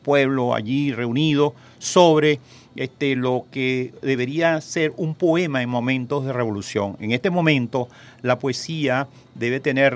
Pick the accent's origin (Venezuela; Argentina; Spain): Venezuela; Bolívar; born there; now in Caracas, Venezuela; yo nací en el estado Bolívar, pero yo tengo 47 años aquí en Caracas.